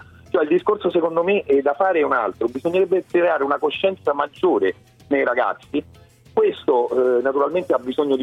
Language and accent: Italian; Rome, Lazio, Italy; io sono di Roma, ma insomma ho 43 anni